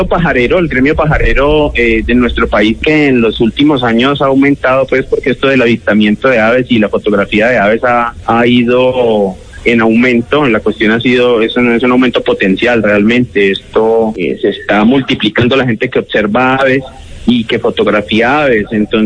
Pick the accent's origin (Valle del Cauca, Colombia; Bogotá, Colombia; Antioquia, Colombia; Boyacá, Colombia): Valle del Cauca, Colombia; Cali; Obviamente mi Valle del Cauca, soy de Cali, y mi Valle del Cauca me lo he recorrido de pe a pa